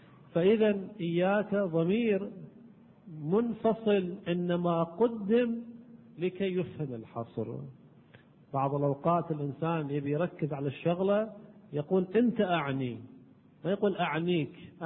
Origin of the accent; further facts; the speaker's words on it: Kuwait; على كل حال احنا عندنا بالكويت يقولون هذا الميدان شنو يا ميدان